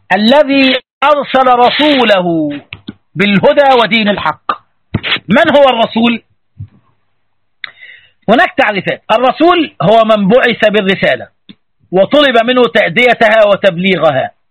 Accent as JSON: {"language": "Arabic", "country": "Egypt", "said": "زي بيقولوا عندنا في مصر"}